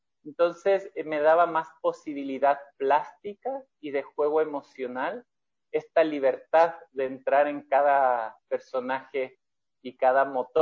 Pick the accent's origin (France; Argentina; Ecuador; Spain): Ecuador; ella es chilena, yo soy ecuatoriano. En el 2010, me parece